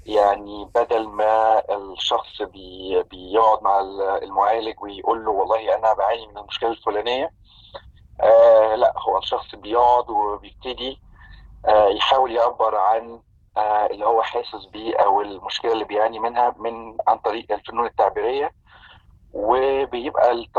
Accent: Egypt; now in Vancouver, Canada; أنا مصري المولد، عشت معظم حياتي في مصر،

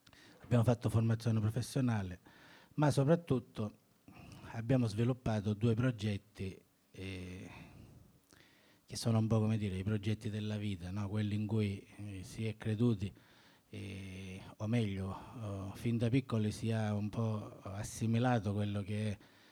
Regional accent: Catania, Sicily, Italy; vengo da Catania

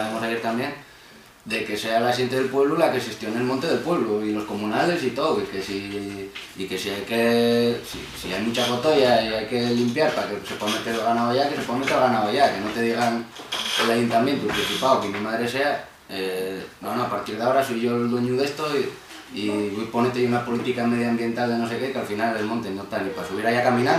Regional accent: Ribadesella, Asturias, Spain; Yo estaba echando cuentas de mi pueblo, explotaciones ganaderes y un pueblo pequeño, pero antes que todo, prácticamente todo el mundo vive ahí, en un pueblo de Ribesella.

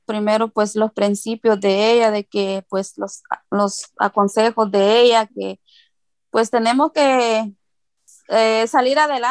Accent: El Salvador; now in Santa Ana; Vivo aquí en Santa Ana, soy de El Salvador. Tengo 20 años viviendo aquí en Santa Ana.

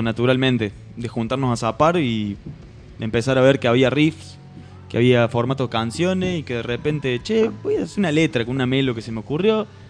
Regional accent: Río Cuarto, Córdoba, Argentina; moved away; nosotros somos Río Cuarto de Córdoba, hace 2 años que estamos acá viviendo.

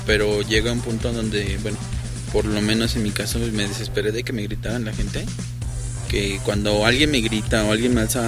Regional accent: Mexico City, Mexico; Soy chilango y ya me sentí.

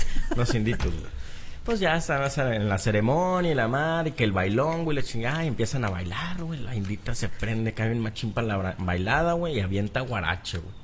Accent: Reynosa, Tamaulipas, Mexico; Fíjate que yo nací allá en Rainbow City, o sea, en Reynosa, Tamaulipas, güey

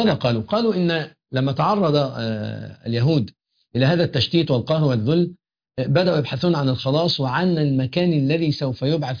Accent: Egypt; يعني إحنا عندنا في مصر أقول لك المحافظة الفلانية لها صفات كذا

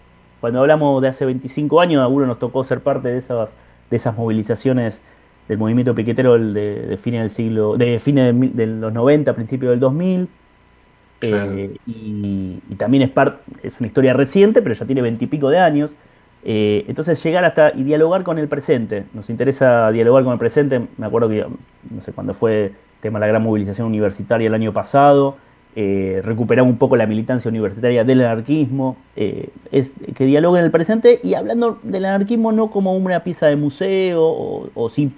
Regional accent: Argentina; nosotros nos hacemos cargo de que somos argentinos del mal

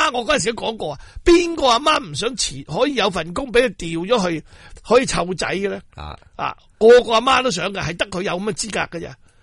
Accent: Hong Kong; 因为而家我哋香港人生前咧、就俾啲地产霸权咧欺凌到咧冇瓦遮头

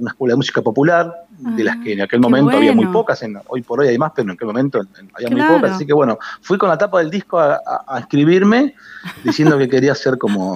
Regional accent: Tandil, Buenos Aires Province, Argentina; now in Ayacucho, Argentina; soy nacido en Tandil, yo soy tandilense. Ah, bien, soy tandilense, enamorado de Tandil, y vivo hace unos 12 años en Ayacucho, pero siempre tengo el corazón tira al pueblo

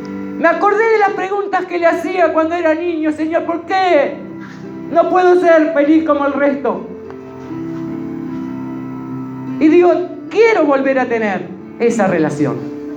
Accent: Uruguay; ¿Y yo qué soy? Yo soy uruguayo.

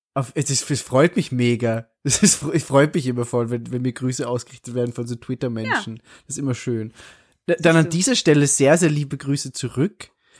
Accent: Austria; dass ich irgendein Wort gesagt habe, das bei uns in Österreich wirklich gang und gäbe ist. Also, das ich eigentlich jeden Tag verwende.

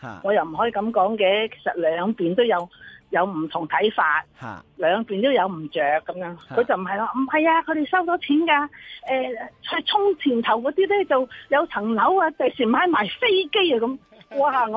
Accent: Hong Kong; now in Canada; 我喺加拿大住咗三十年啦，不過我土生土長，中意香港，我翻翻嚟嘅，

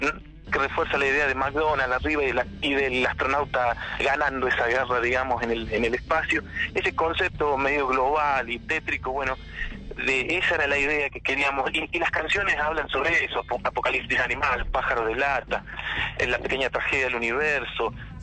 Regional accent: Villa Unión, La Rioja, Argentina; lo presentamos acá en Villa Unión, nosotros somos de Villa Unión

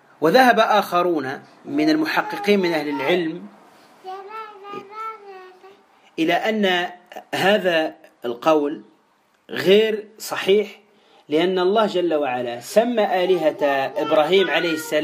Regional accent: Tunisia; عندنا في تونس

